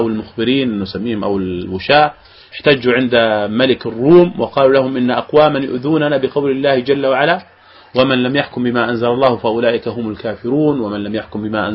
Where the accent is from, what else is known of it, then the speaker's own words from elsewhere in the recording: Jordan; عندنا في الأردن بهذه الآيات